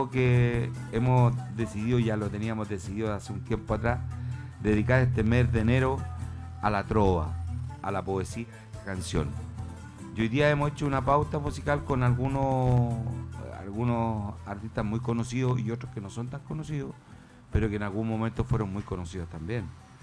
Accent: Chile; que nos vaya bien como país, que nos vaya bien como chileno

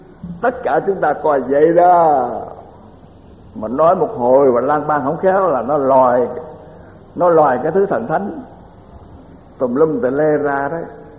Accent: Mỹ Tho, Tiền Giang, Vietnam

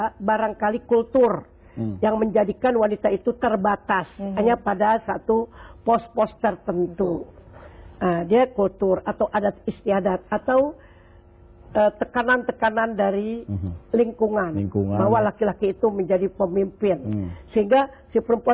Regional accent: Jakarta, Indonesia; Ya dulu saya kan orang Betawi nih ya

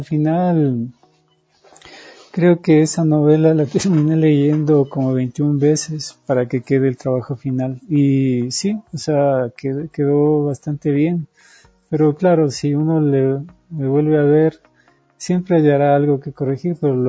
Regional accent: Ecuador; Entonces, como ecuatorianos, nosotros somos extraños en tierra propia, nos olvidamos lo maravilloso que es el país.

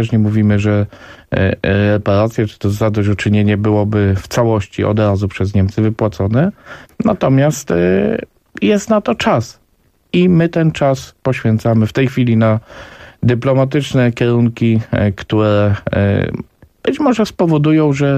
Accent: Subcarpathian Voivodeship, Poland; Panie redaktor, ja jestem z Podkarpacia.

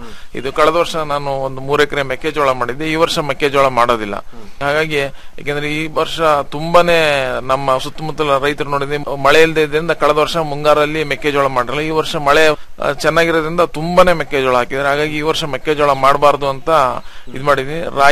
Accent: Bidare, Karnataka, India; ನಂದು ಶ್ರೀಬಿದ್ರಿ ಅಂತ ಹೇಳ್ಬಿಟ್ಟು, ಕಡೂರು ತಾಲೂಕು ಸಕ್ಕರೆಪಟ್ಟಣ ಹೋಬಳಿ.

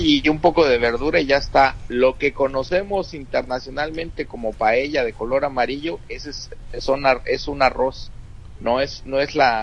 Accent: Mexico City, Mexico; No, pues porque soy chilango

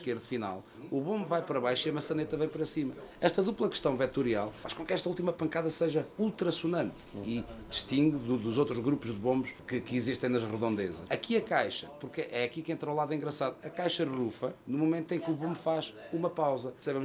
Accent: Ornelas do Zêzere, Castelo Branco, Portugal; now in Fundão, Portugal; Sim, sou natural, de Ornelas do Zezer, moro no Fundão há 30 anos.

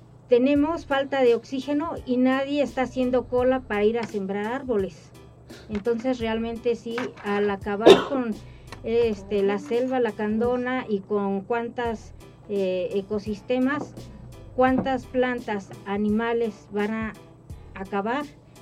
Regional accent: Mexico; no creo que este progreso sea realmente el que queremos como mexicanos, como mexicanas.

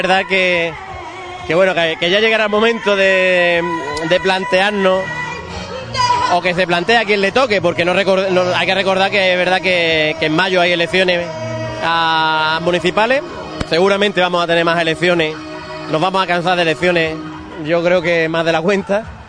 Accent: Ubrique, Andalusia, Spain; yo no me quiero perder nunca la feria de mi pueblo. Yo he estado años fuera, siempre he venido a la feria de Ubrique porque es mi feria

